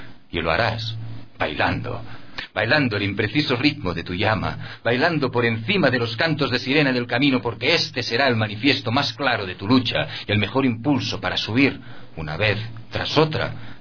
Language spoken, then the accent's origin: Spanish; Catalonia, Spain; born there; first language ca; Spanish is a second language; Yo soy catalán de nacimiento, de lengua materna